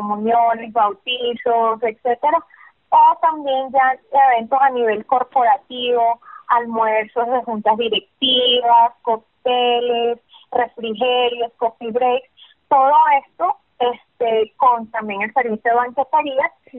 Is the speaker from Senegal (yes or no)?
no; Lebanon; muchísimo amor a la gastronomía libanesa porque pues amo cocinar y lo que más amo cocinar es la comida de mi tierra